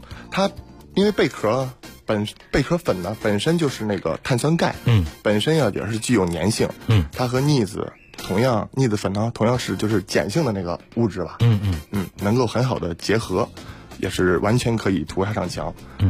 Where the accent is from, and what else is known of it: China